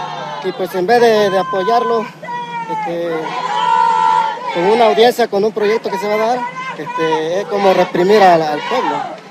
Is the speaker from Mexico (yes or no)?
yes; Coyuca de Benítez, Guerrero, Mexico; Nosotros somos de Coyuca de Benítez, de la Organización Popular de Productores de la Costa Grande.